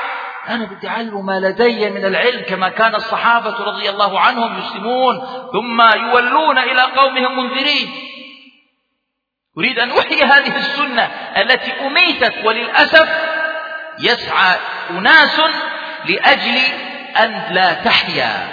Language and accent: Arabic; Jordan; الشيخ يعرف رجلا عندنا في الأردن